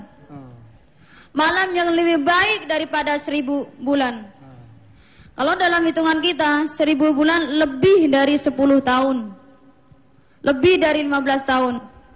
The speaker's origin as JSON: {"language": "Indonesian", "town": "Boyolali", "region": "Central Java", "country": "Indonesia", "said": "Boyolali."}